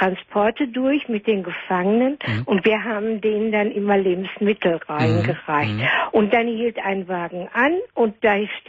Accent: Herne, North Rhine-Westphalia, Germany; born there; als mein Vater dann in Herne, wir sind aus Herne geboren, in Herne wieder eine Arbeit hatte, sind wir von Nettelstedt nach Herne gezogen

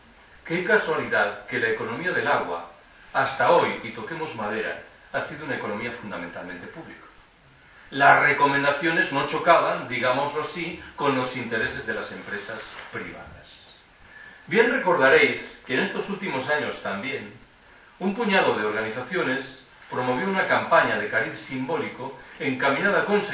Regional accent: Galicia, Spain; Yo soy gallego.

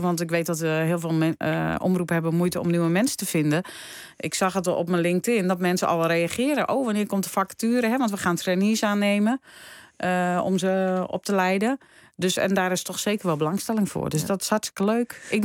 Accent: North Brabant, Netherlands; ik ben als Brabander binnengekomen en heb het Fries geleerd.

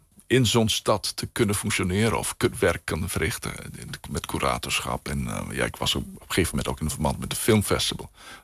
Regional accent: Aruba; Ik woon op Aruba, ik kom uit Aruba, dus mijn familie zit daar al honderden jaren. Dus het is mijn eiland.

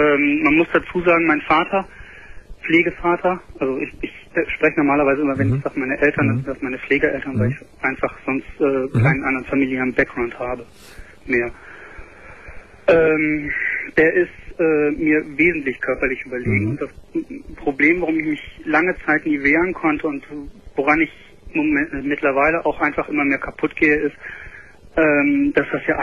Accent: Cologne, North Rhine-Westphalia, Germany; Also ich komme aus Köln, habe eine kleine Wohnung.

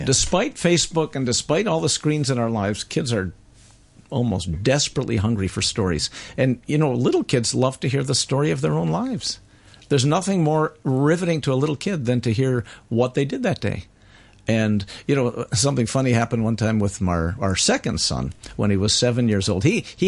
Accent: United States; now in Canada; I'm a very crossroads person. My mother's Romanian. Her mother's Turkish. My father's Polish. I'm American.

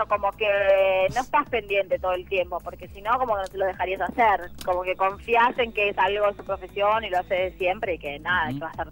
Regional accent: Córdoba, Argentina; No, porque soy cordobesa, no te puedo hablar de mi adolescencia en Ramos ni nada por el estilo

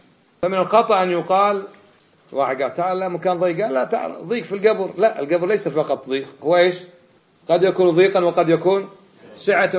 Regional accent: Kuwait; من الكويت، وطالب في جامعة الإمام في القصيم

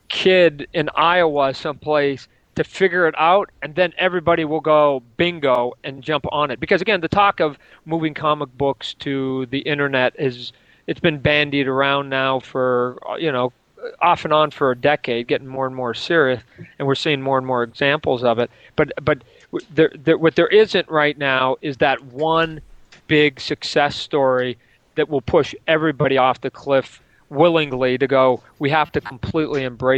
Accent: Calgary, Alberta, Canada; I'm a Canadian kid living in Calgary at the time.

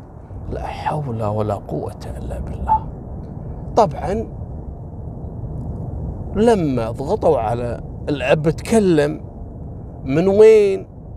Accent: Kuwait; وألقوا القبض عليها هني عندنا في الكويت

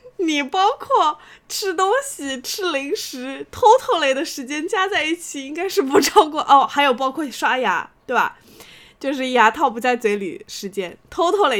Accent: Shanghai, China; 作为一个上海人，我觉得土豆就是主食，它不算蔬菜。

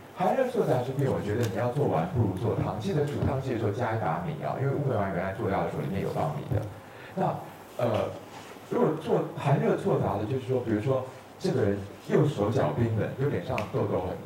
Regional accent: Taiwan; 像我们台湾人都说这个喝啤酒，台湾这边的同好都说啤酒是可以喝的

